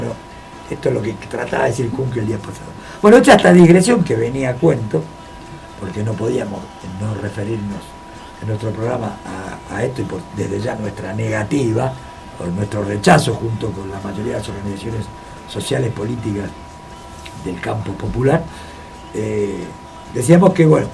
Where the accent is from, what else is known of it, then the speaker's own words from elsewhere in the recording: Argentina; como los argentinos somos los más grandes que hay